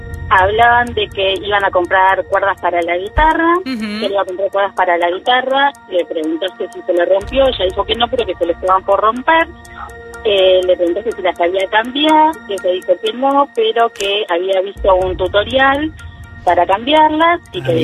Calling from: Avellaneda, Buenos Aires Province, Argentina; De Avellaneda

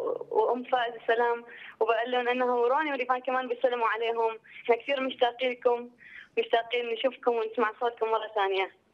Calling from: Baghdad, Baghdad Governorate, Iraq; من بغداد، من

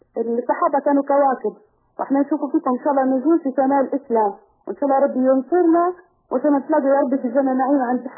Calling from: Italy; من إيطاليا،

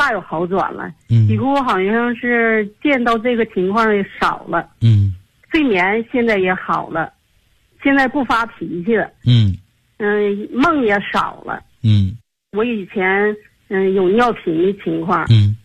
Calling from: Tianjin, China; 我来自天津河西区。

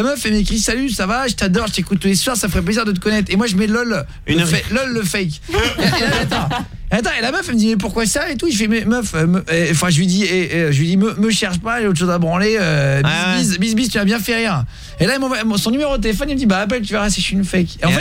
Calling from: Normandy, France; qu'est-ce qu'on a comme vache, nous, chez nous, en Normandie

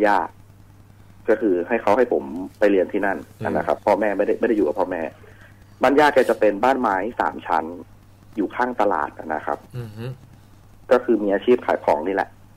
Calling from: Bangkok, Thailand; ผมตอนนี้อยู่ที่ห้องพักแล้วครับอยู่แถวนวมินครับ

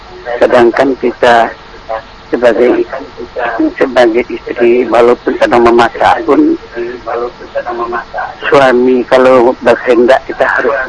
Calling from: Batam, Riau Islands, Indonesia; Saya dari Batam.

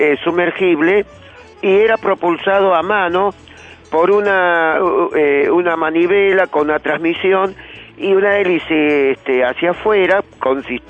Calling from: Córdoba, Argentina; Le estoy hablando desde Córdoba … de Barrio Observatorio.

